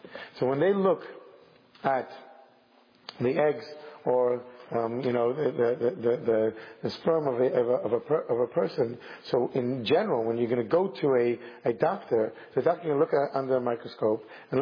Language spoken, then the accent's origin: English; United Kingdom; I'm clearly a Brit